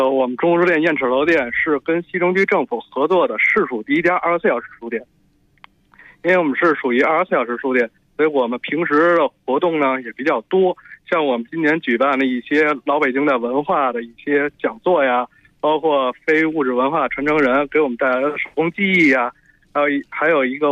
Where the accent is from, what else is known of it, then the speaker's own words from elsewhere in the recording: DR Congo; Chinese is a second language; now in Beijing, China; 我是来自刚果民主共和国，简称刚果金。